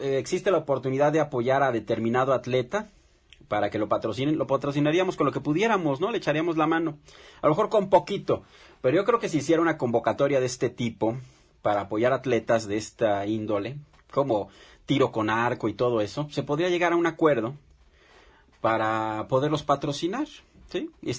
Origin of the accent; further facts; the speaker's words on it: Mexico; como mexicanos a veces nos pasamos de listos